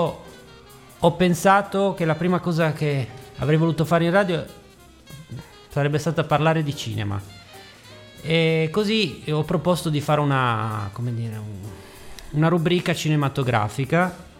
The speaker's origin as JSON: {"language": "Italian", "town": "Turin", "region": "Piedmont", "country": "Italy", "tie": "born there", "lives_now": "Ivrea, Italy", "said": "sono nato a Torino, abito Ivrea da alcuni anni"}